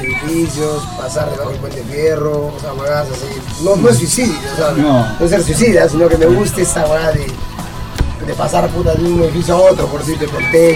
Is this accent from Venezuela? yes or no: no; Lima, Peru; yo soy limeño, pero nacido, ¿no? Mis hermanos todos nacieron en Lima, pero mis padres de Cotahuasi.